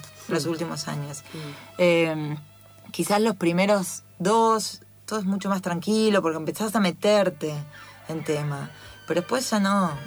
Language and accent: Spanish; Las Varillas, Córdoba, Argentina; moved away; yo soy de Córdoba, de Las Varillas, de un pueblo chiquito, una ciudad chiquita.